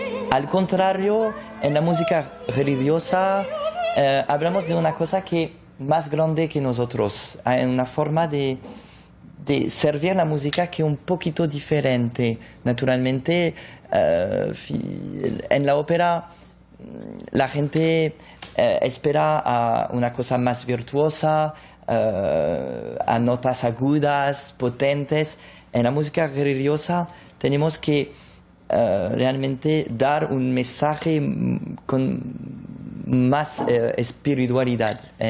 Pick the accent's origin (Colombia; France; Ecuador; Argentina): France; first language fr; Spanish is a second language; Soy francés, me siento francés, y cuando canto en francés pienso que puedo dar una cosa más íntima de yo, de mí